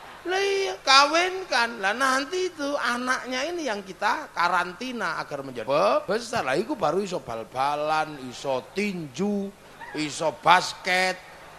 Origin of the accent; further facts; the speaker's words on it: Indonesia; kita orang Indo.